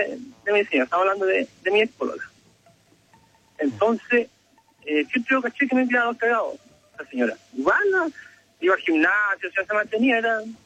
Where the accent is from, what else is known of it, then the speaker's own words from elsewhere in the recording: Viña del Mar, Valparaíso, Chile; Y bueno, yo soy de Viña. O sea, todos somos allá.